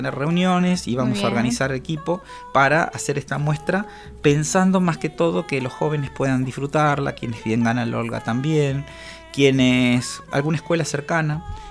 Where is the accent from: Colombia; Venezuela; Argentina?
Argentina; La Plata, Buenos Aires Province; Para los que somos platenses